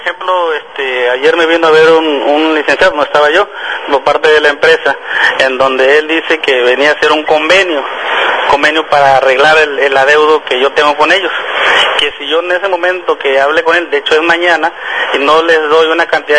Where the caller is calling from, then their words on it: Emiliano Zapata, Tabasco, Mexico; Yo les hablo de Emiliano Zapata, Tabasco.